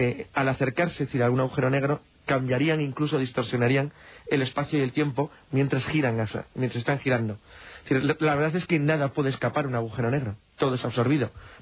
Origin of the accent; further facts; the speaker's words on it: Spain; Todos estamos más lejos, somos españoles. Por lo tanto, estamos muy al oeste